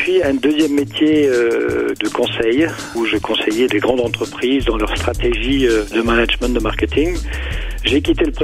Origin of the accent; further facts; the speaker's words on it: Cologne, North Rhine-Westphalia, Germany; now in France; je suis français d'origine allemande de Cologne, plus précisément. Je vis maintenant en France depuis une trentaine d'années.